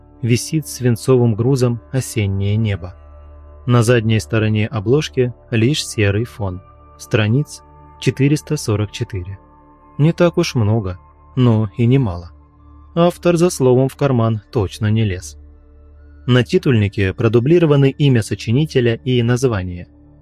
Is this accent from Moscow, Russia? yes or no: no; Bryansk, Bryansk Oblast, Russia; Я родился в Брянске, живу здесь всю жизнь и люблю свой город.